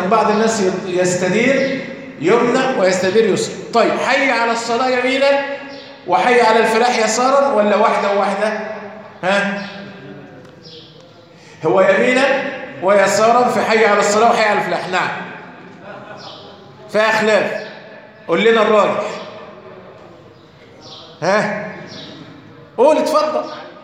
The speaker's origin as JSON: {"language": "Arabic", "country": "Egypt", "said": "طيب لو نظرنا عندنا في مصر نكون الأولى"}